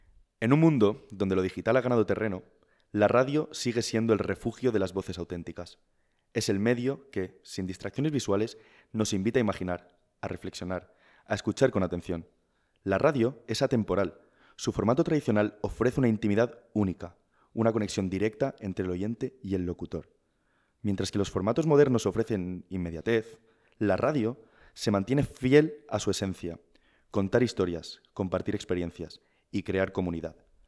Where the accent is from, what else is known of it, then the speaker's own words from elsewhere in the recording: Balearic Islands, Spain; now in Madrid, Spain; Pascu y yo, como ya dijimos en el primer programa, somos ambos de Mallorca.